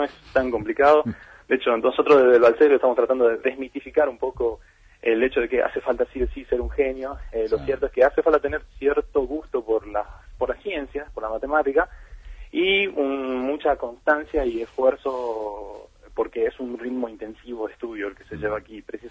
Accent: Tucumán, Argentina; moved away as an adult; now in Bariloche, Argentina; yo soy tucumano, estudié los primeros años de mi carrera en Tucumán y en el tercer año me vine a Bariloche.

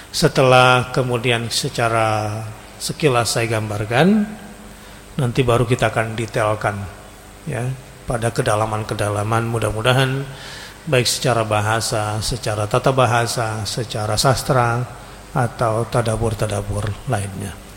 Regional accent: Indonesia; Kita orang Indonesia

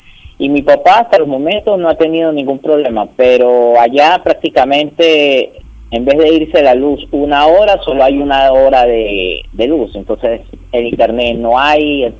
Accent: San Cristóbal, Táchira, Venezuela; Uno vive en mi ciudad natal, San Cristóbal, que eso es frontera con Colombia, uh-huh, en el estado Táchira.

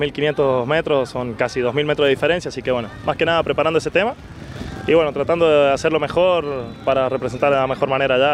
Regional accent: San Juan, Argentina; De San Juan.

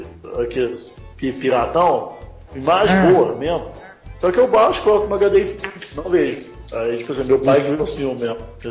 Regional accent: Minas Gerais, Brazil; Eu não sou gaúcho, eu sou mineiro.

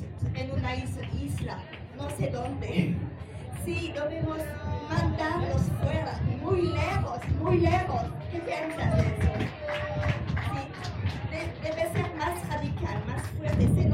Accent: France; Spanish is a second language; Yo soy francesa y yo también perdí mi carrera en la política

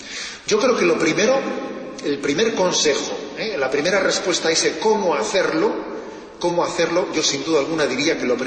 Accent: Basque Country, Spain; estoy pensando ahora en mi tierra, cuando alguien corta con su tradición, es como un árbol que corta con sus raíces, que se seca. Es verdad, ¿eh? Se habla mucho de ETA

